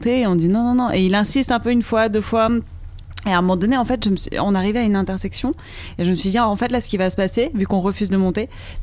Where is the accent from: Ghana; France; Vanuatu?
France; Marseille, Provence-Alpes-Côte d'Azur; Attends, laisse-moi réfléchir parce que comme j'ai grandi à Marseille, oui, probablement.